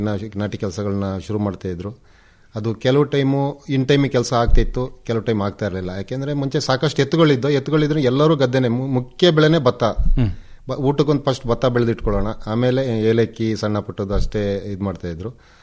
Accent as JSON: {"language": "Kannada", "town": "Halligadde", "region": "Karnataka", "country": "India", "tie": "born or raised there", "said": "ನಾವು ಮೂಲತಃ ಕೃಷಿ ಕುಟುಂಬದಿಂದ ಬಂದವರು. ನನ್ನ ಊರು ಹಳ್ಳಿಗದ್ದೆ ಅಂತ, ಐಗೂರು ಗ್ರಾಮ, ಸಕಲೇಶಪುರ ತಾಲೂಕಲ್ಲಿದೆ. ಸಕಲೇಶಪುರದಿಂದ ಒಂದು 30 ಕಿಲೋಮೀಟರ್ ದೂರ, ಅಂದರೆ ಹತ್ರ ಕೊಡಗಿಗೂ ನಮ್ಮ ಹಾಸನ ಜಿಲ್ಲೆಗೂ ಬಾರ್ಡ್ರು, ಒಂದು 10 ಕಿಲೋಮೀಟರ್ ಬಾರ್ಡ್ರಲ್ಲಿ ನಮ್ಮ ಗ್ರಾಮ ಬರುತ್ತೆ."}